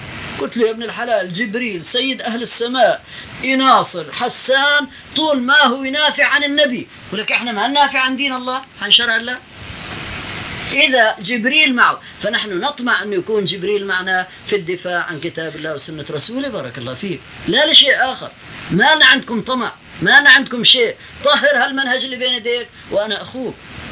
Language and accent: Arabic; Palestine; وأنا فلسطيني